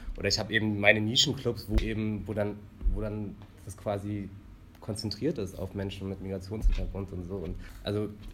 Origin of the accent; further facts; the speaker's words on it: Braunschweig, Lower Saxony, Germany; ich komme aus Braunschweig